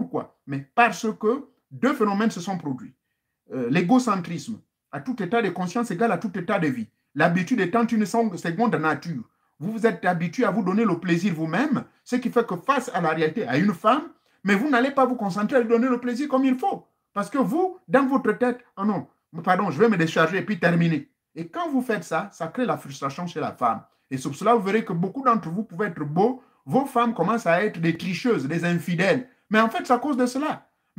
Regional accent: Gabon; chez nous au Gabon

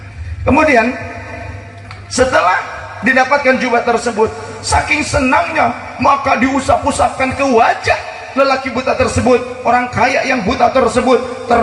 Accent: West Java, Indonesia; Padahal orang Sunda saya, tapi ini ketularan sama beliau. Saya itu orang Sunda, ini ketularan.

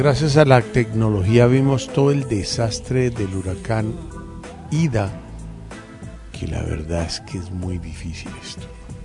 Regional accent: Medellín, Antioquia, Colombia; Soy una persona de gustos muy extremos y diversos, soy de Medellín.

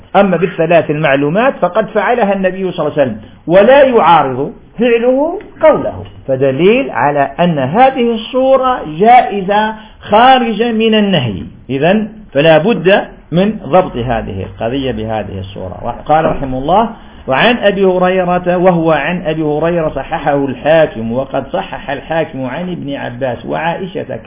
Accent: Algeria; لأن في عرفنا في الجزائر الشفع ومال النافلة البعدية

